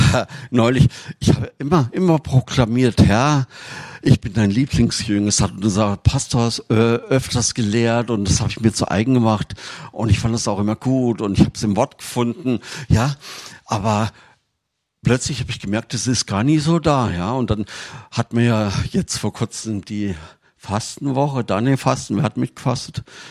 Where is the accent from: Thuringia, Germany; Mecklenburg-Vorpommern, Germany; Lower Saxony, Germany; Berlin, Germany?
Thuringia, Germany; wir kommen ja aus Thüringen, wir hatten damals noch kein Telefon und ich war in Tübingen